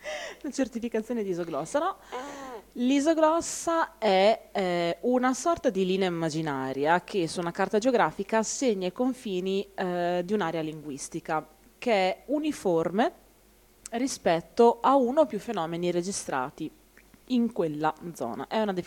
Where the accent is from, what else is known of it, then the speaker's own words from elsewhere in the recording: Emilia-Romagna, Italy; Posso confermare io da emiliana che il dialetto ferrarese è differente dal dialetto di Comacchio